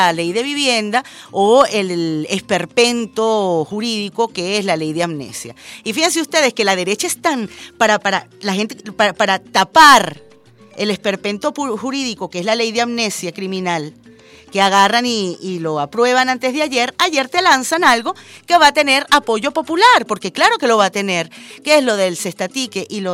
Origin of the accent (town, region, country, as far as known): Venezuela